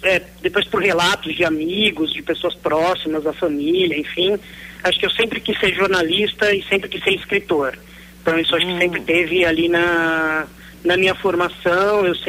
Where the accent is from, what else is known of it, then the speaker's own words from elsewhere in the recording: São Paulo, Brazil; also born or lived in Campinas; Olha, eu nasci aqui em São Paulo, né, em meados da década de 70.